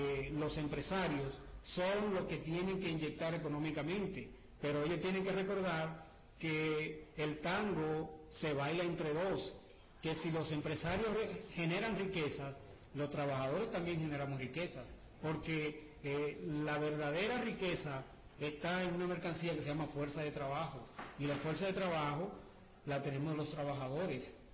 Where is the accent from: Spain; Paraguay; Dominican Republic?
Dominican Republic; soy dominicano